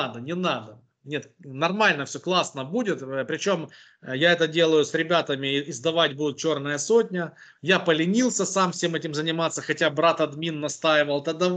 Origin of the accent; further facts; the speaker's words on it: Boryspil, Kyiv Oblast, Ukraine; в моем родном городе в Борисполе